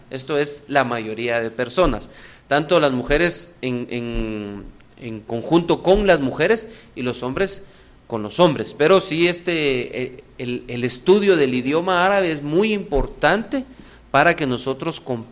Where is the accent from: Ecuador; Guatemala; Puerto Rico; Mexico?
Guatemala; Y nosotros como guatemaltecos damos ese mensaje a todas las personas que vienen de afuera.